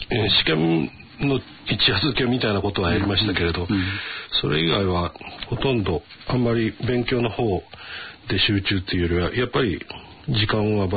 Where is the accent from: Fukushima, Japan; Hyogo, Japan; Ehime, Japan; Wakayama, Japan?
Wakayama, Japan; 大学4年生の時に初めて故郷の和歌山で本格的なリサイタルをすることになった時に